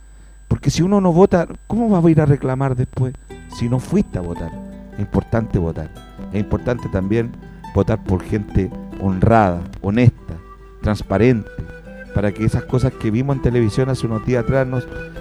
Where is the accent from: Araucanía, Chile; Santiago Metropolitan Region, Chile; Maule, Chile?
Santiago Metropolitan Region, Chile; Puente Alto; a mi país también, y a mi tierra, y a mi Puente Alto.